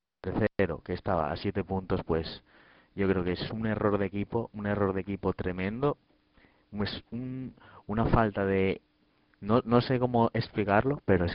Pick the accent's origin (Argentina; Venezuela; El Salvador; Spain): Spain; Oviedo, Asturias; Yo, como soy de Oviedo, pues soy seguidor bastante